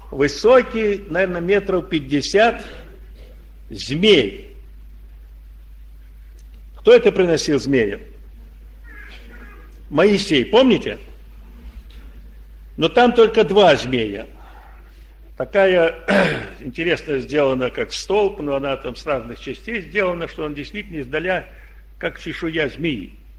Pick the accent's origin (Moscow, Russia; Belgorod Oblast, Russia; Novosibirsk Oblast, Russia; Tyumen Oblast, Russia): Belgorod Oblast, Russia; Belgorod; Ты откуда? Я говорю, я с Белгорода.